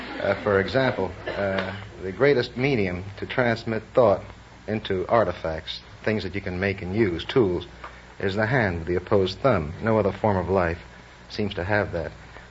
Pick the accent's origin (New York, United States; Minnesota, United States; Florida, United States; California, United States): New York, United States; New York City; New York City.